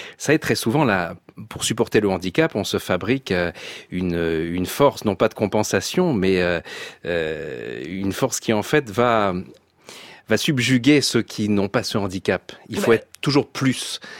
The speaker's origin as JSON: {"language": "French", "town": "Nice", "region": "Provence-Alpes-Côte d'Azur", "country": "France", "tie": "born there", "said": "Oui, moi, je suis né à Nice. Hein. Je suis belge adoptif, mais non fiscal."}